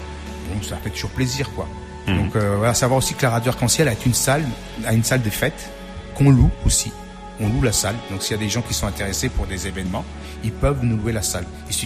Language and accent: French; Portugal; French is a second language; C'est vrai que je fais mon émission plus en français qu'en portugais. Je suis portugais, hein.